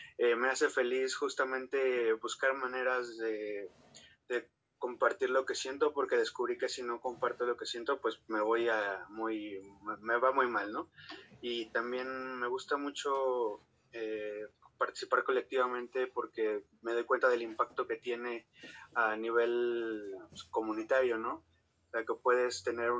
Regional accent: Mexico City, Mexico; Soy chilango, soy músico

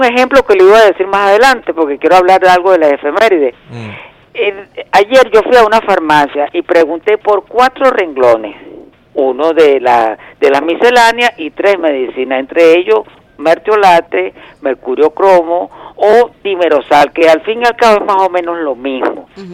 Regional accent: Venezuela; esto lo traigo como venezolano primero

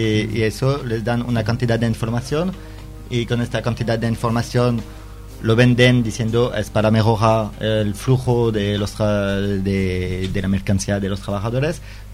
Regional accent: Lille, Hauts-de-France, France; Spanish is a second language; now in Marseille, France; cuando digo, sí, soy de Lille, la gente dice: ah, qué bien

